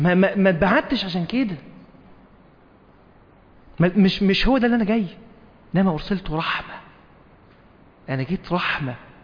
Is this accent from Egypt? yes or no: yes; Egypt; لان احنا عندنا في مصر في طرق كتير ما فيهاش عمدان نور